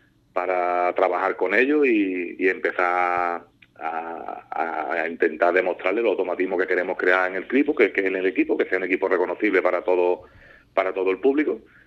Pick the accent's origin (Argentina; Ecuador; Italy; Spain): Spain; Puerto Serrano, Andalusia; Y estuve ayudando primero aquí en mi pueblo, en Puerto Serrano, con el equipo juvenil.